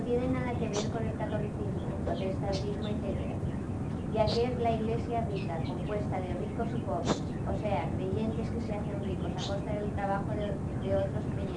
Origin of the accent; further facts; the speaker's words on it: Chile; se parecen a la gente de Chile, le dije, porque allá en mi país es igual.